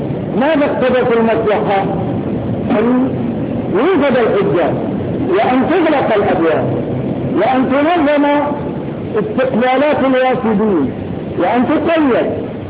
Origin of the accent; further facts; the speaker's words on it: Morocco; وقف عندنا في المغرب